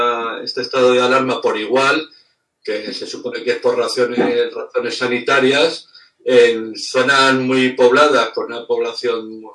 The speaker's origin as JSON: {"language": "Spanish", "region": "Castilla-La Mancha", "country": "Spain", "tie": "born or raised there", "said": "A mí me consta que en mi pueblo ahí en Toledo"}